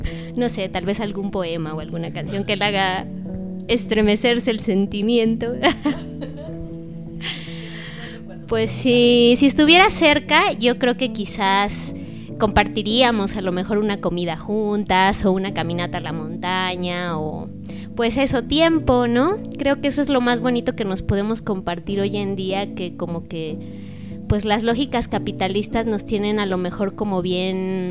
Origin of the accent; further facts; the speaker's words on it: San Cristóbal de las Casas, Chiapas, Mexico; Soy de aquí de San Cristóbal de las Casas